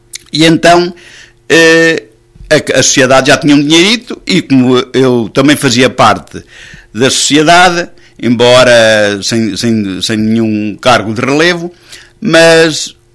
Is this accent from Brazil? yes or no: no; Avô, Centro, Portugal; Porque trabalhei diretamente para a minha terra, embora na Câmara, também dentro das minhas possibilidades, defendi os interesses da Avô